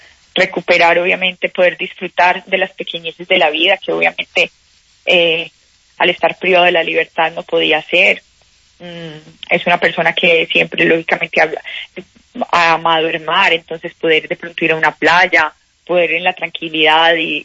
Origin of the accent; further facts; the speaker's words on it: Colombia; en mi carrera siempre he vivido como cualquier colombiano tratando de crear empresa